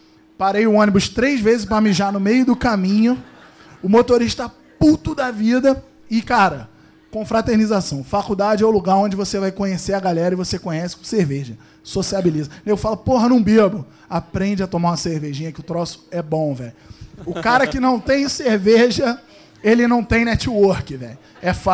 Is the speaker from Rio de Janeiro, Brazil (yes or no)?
yes; Teresópolis, Rio de Janeiro, Brazil; eu sou de Teresópolis, a galera daqui, sempre veio muita gente.